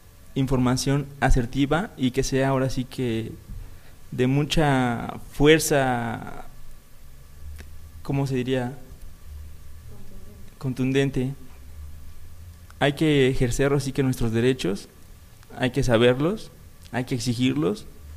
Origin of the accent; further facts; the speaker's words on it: Xochitepec, Morelos, Mexico; Venimos del municipio de Xochitepec y estamos ahora sí que aquí juntos